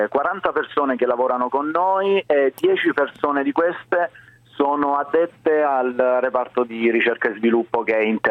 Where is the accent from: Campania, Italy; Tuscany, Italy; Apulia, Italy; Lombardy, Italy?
Apulia, Italy; Casarano; Io sono salentino, vengo da Casarano